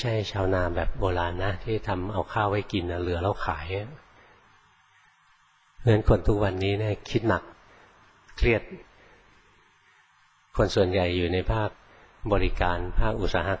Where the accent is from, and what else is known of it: Bangkok, Thailand; born or raised there